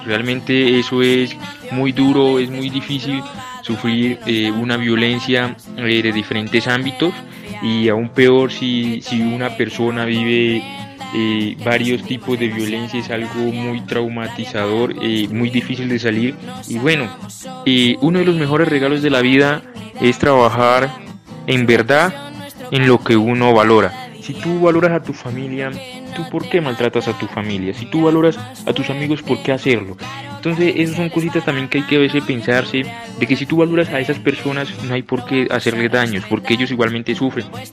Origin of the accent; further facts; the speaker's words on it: Alto Mira y Frontera, Nariño, Colombia; now in Bogotá, Colombia; tengo 19 años, soy de Alto Miri Frontera, del departamento de Nariño. Por el momento me encuentro en la ciudad de Bogotá.